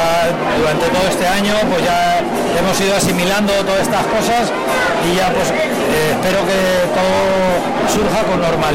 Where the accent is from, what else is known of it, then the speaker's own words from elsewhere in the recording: Ablitas, Navarre, Spain; mi madre es de Ablitas, yo soy medio ablitero, o sea, bueno, medio no, yo soy de Ablitas, ¿eh? Porque mi madre es de Ablitas, pero el sentimiento y ¿cómo te diría? Y mi estar y meter de Fontellas, ¿no? Es mi pueblo